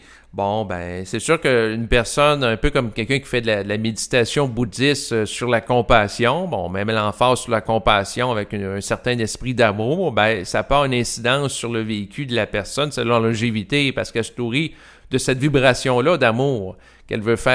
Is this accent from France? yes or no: no; Quebec, Canada; parce que je suis un Québécois